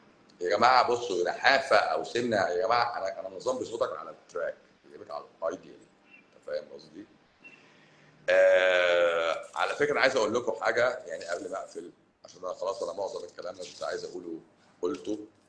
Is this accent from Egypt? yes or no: yes; Cairo Governorate, Egypt; هو انا ماليش الشرف ان انا ابقى اسكندراني الصراحه، بس انا مش اسكندراني، انا قهرواني، انا مقاهزه، انا مقاهزه يعني ما بين الجيزه والقاهره،